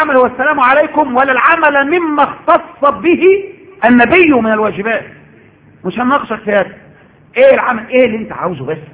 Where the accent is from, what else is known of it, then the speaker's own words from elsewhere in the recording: Egypt; لازم نعمل كده احنا كمصريين كده